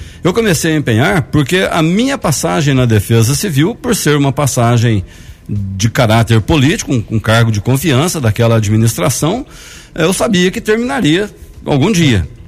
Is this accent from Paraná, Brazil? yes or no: no; Poços de Caldas, Minas Gerais, Brazil; Sim, eu sou natural de Poços de Caldas, né? Moro lá desde que nasci.